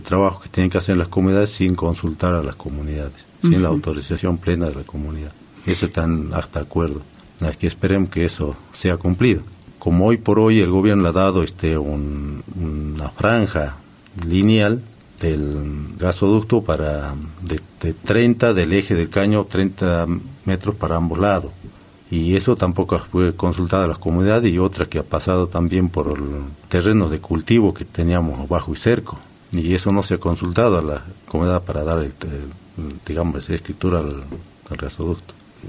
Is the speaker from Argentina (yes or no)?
yes; Argentina; Aquí todos somos argentinos, pienso que tenemos el mismo derecho que tienen los que están en la capital federal